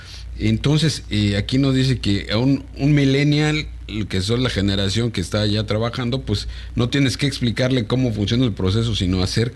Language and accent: Spanish; Mexico; no en balde somos mexicanos, y somos altamente talentosos